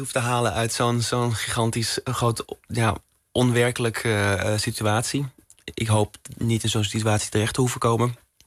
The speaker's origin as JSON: {"language": "Dutch", "country": "Netherlands", "tie": "born or raised there", "said": "Ik ben in Nederland opgegroeid. Ik ben opgegroeid in de tijd van Tinder, swipen."}